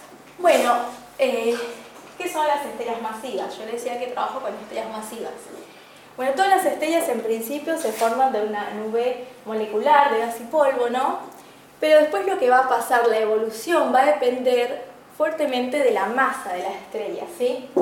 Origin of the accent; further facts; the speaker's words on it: Misiones, Argentina; now in Corrientes, Argentina; yo vengo de Misiones. Estando en Misiones, en una zona rural, tuve mi primer contacto con las estrellas, porque teníamos un cielo precioso.